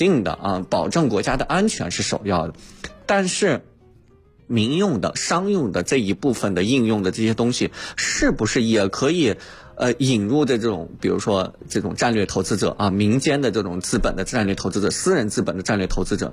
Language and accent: Chinese; Baotou, Inner Mongolia, China; 我家乡呢，我是来自内蒙古包头市的，我是家乡的是工业重镇